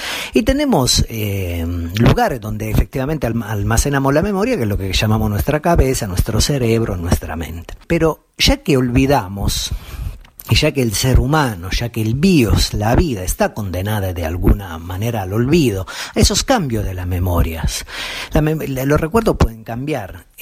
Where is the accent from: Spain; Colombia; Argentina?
Argentina; nos recuerda cada vez que lo cantamos que somos argentinas, somos argentinos